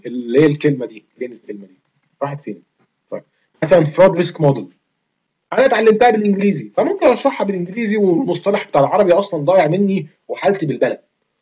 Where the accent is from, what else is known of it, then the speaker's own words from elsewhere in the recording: Egypt; now in Switzerland; يا جدعان انا في مصري، تمام؟ وبتربي في مصر وعايش، كنت عايش في مصر، انا حاليا دلوقتي بره مصر بقالي كتير، بس يعني مش مولود في سويسرا يعني